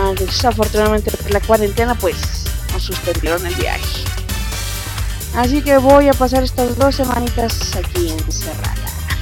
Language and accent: Spanish; Mexico; Aquí en México, por cierto, soy de México, se dice mamey.